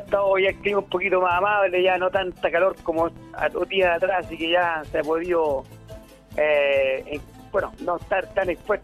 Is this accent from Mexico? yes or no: no; Puente Alto, Santiago Metropolitan Region, Chile; porque yo me crié en Puente Alto toda mi existencia, y a última hora me vine al Pantacopo, compadre.